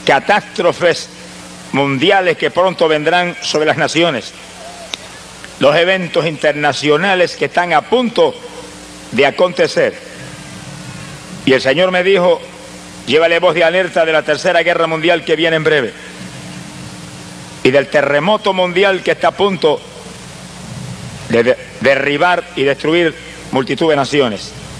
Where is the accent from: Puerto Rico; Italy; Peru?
Puerto Rico; Camuy; y en mi pueblo de Camuy, allá en Puerto Rico, se oía por todo el pueblo la celebración del año nuevo que llegaba.